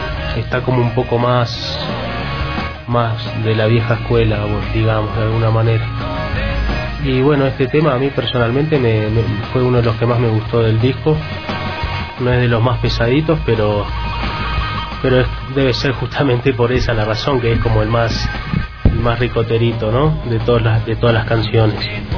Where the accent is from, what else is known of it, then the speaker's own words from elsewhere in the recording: Uruguay; porque un poco como uruguayo, ¿no? Paisito al lado de la Argentina